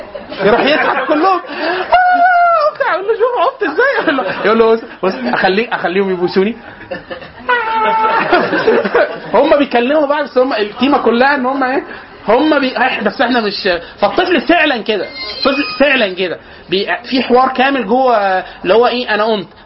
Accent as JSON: {"language": "Arabic", "country": "Egypt", "said": "احنا عندنا في مصر لازم نفترق مطبات عند النور"}